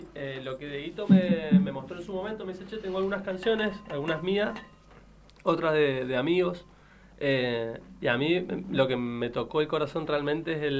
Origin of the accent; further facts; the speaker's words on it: Argentina; Yo soy un argentino, pero que me cautivó de chico esa ideología